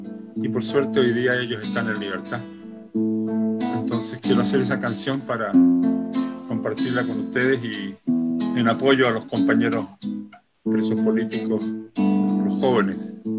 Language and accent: Spanish; Chile; now in United States; Yo vivo en Estados Unidos, soy chileno, vivo en Estados Unidos hace muchos años, pero estoy muy conectado con Chile